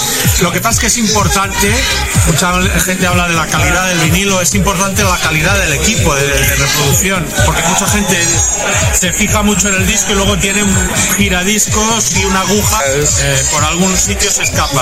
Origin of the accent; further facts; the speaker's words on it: Olot, Catalonia, Spain; Vengo de Girona, de Olot.